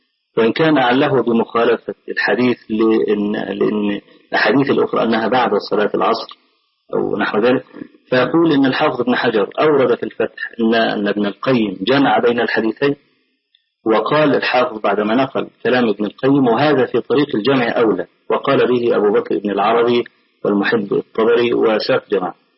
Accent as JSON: {"language": "Arabic", "country": "Egypt", "said": "فأخذها بعض أهل بعض الناس عندنا في مصر"}